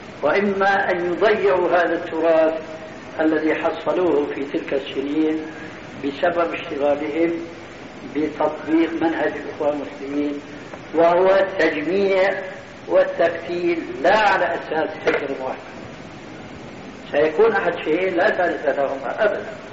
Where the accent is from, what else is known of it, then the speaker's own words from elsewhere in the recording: Damascus, Damascus Governorate, Syria; وأنا أعرف وأنا سوري دمشقي كما تعلمون